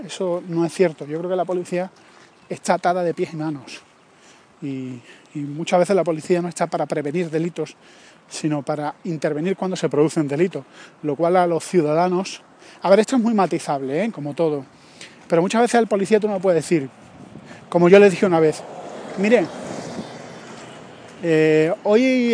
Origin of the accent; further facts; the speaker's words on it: Andalusia, Spain; soy andaluz